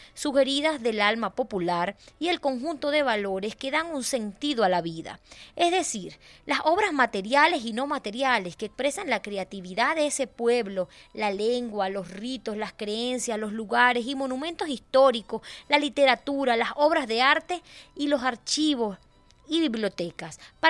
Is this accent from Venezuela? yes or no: yes; Venezuela; que nos identifique como venezolanos y nuestro americanos